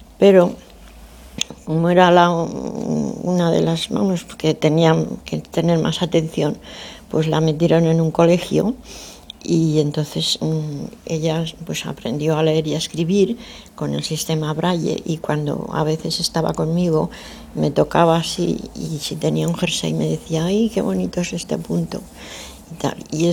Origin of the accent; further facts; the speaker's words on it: Argentina; born there; fue cuando yo nací allí en Argentina.